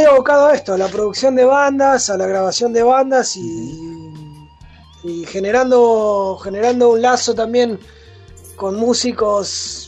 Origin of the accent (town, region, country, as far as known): El Calafate, Santa Cruz, Argentina; born or raised there; also born or lived in Río Gallegos